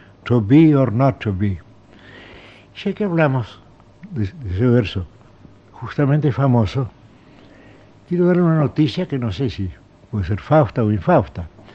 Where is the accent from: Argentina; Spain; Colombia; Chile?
Argentina; Buenos Aires; also born or lived in Geneva, Switzerland; Yo soy porteño.